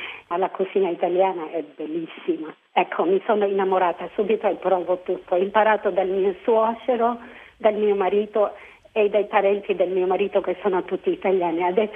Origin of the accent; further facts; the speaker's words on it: Philippines; Italian is a second language; now in Italy; ho scoperto che, oddio, non eravamo solo noi in Filippine ad usare questa. E mi fa proprio ricordare il mio paese.